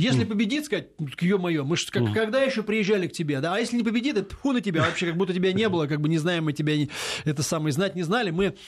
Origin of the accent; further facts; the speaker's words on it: Moscow, Russia; так, как стопроцентный москаль, как бы, да, вот, это самое. Мало того, что русский, еще и москвич, как бы, коренной